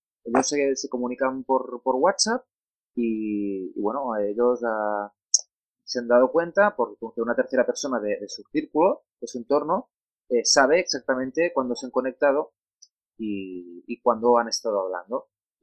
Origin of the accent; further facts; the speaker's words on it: Spain; first language Catalan; Spanish is a second language; yo soy catalano parlante de origen, es mi lengua materna, pero prefiero expresarme hablando de tecnología y hablando con mi entorno en castellano.